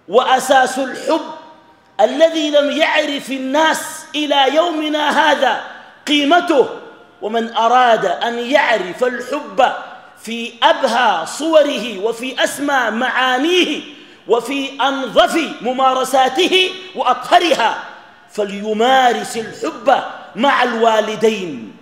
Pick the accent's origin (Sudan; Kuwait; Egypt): Sudan; الغربيين ما شافوا الناس اللي بيحججوا أماتهم عندنا في السودان